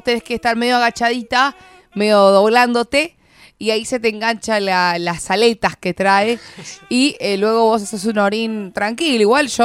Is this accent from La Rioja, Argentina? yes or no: no; Buenos Aires, Argentina; yo soy, no soy de La Plata, yo soy de Capital Federal, ¿no?